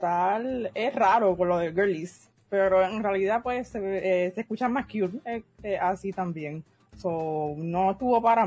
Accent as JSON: {"language": "Spanish", "country": "Puerto Rico", "said": "aparte que va a saber que soy de Puerto Rico"}